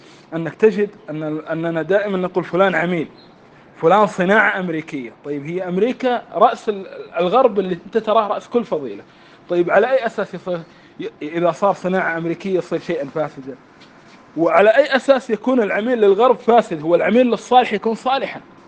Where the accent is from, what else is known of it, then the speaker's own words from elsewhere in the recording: Kuwait; يعني حتى قبل مدة مثلاً عندنا في الكويت اللعبة الديمقراطية